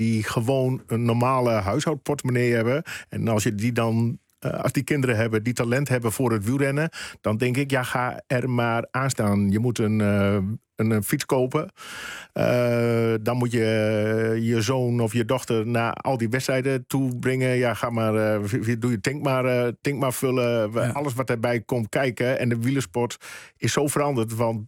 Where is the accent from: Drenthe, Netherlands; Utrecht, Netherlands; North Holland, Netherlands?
Drenthe, Netherlands; Emmen; ik kom uit Emmen.